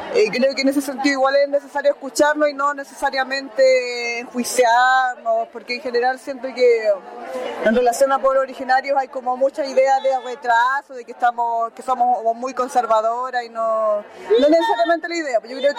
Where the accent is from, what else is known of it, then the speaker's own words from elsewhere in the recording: Temuco, Araucanía, Chile; de Temuco, pero también mi procedencia es de una comunidad que queda al interior de la comuna de Freire, de cercano a Temuco. Vivo en los dos lugares.